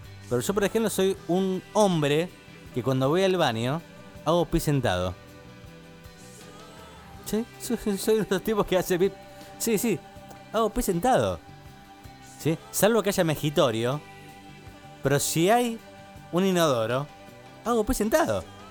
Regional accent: Santa Fe, Argentina; Y los escucho desde hace un mes desde mi provincia natal, que es Santa Fe. Más precisamente, Santa Fe Capital.

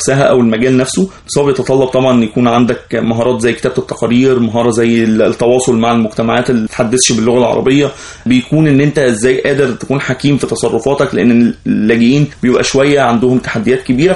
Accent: Egypt; ممكن احنا يعني كمصريين ما عشناش المأساة او التجربه اللي هم مروا بيها

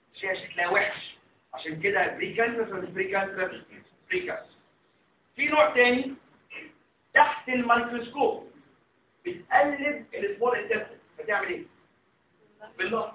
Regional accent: Egypt; ده مهم مهم عندنا في مصر

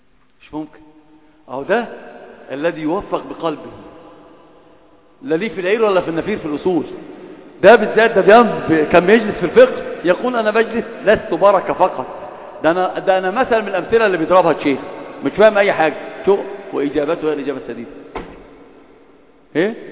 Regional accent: Upper Egypt, Egypt; هتعامل معك كصعيدي مع الصعيدة

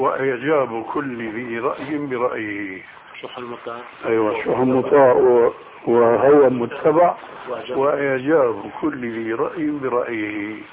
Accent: Syria; صار بقى لسان حاله كما يقولون عندنا في سوريا: يا أرض اشتدي ما حدا عليك يأدي

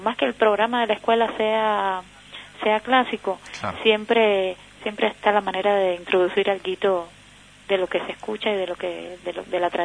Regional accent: Havana, Cuba; Sí, nosotros somos habaneros

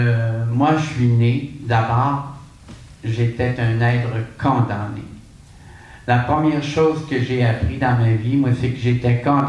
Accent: Quebec, Canada; born there; now in Montréal, Canada; Quand je suis parti de l'Abitibi, je suis né en Abitibi. Mon grand rêve, c'était d'habiter une grande ville pour pouvoir me laisser vivre. Et quand je suis arrivé à Montréal, j'ai quitté l'Abitibi condamné à l'enfer pour l'éternité.

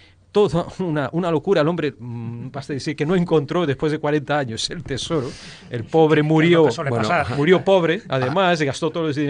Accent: Brazil; Spanish is a second language; Hacemos un puente, yo que soy de Brasil, entre Brasil y España.

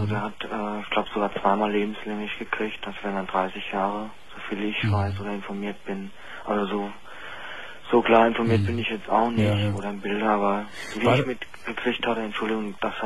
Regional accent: Berlin, Germany; Also ich bin gebürtiger Berliner. Wenn man zwar nicht raushört, aber es ist mal so.

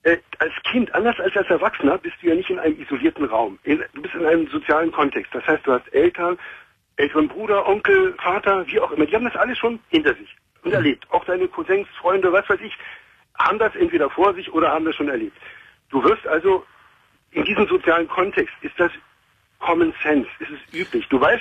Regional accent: Berlin, Germany; Ich komme da aus Neukölln.

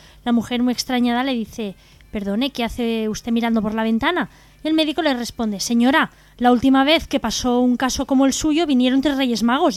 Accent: Lepe, Andalusia, Spain; Soy de Lepe.

